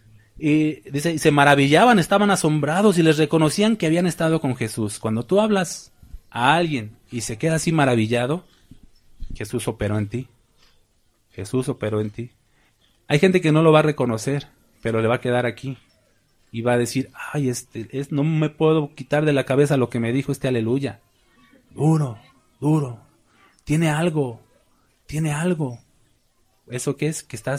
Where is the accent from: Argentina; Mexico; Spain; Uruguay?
Mexico; Mexico City; me juntaba con ellos en Chilangolandia, de donde soy, de México. Se acostumbra a hablar con mucho albur, siempre en doble sentido. Esa es la manera de hablar de allá.